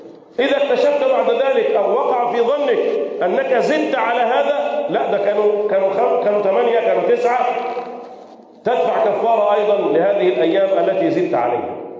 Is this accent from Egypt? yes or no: yes; Egypt; اللهم احفظ بلدنا مصر